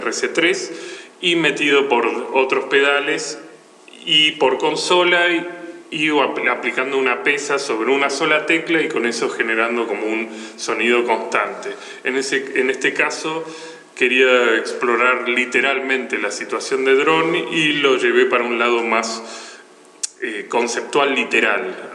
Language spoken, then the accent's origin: Spanish; Buenos Aires, Argentina; soy de Capital Federal, provincia de Buenos Aires.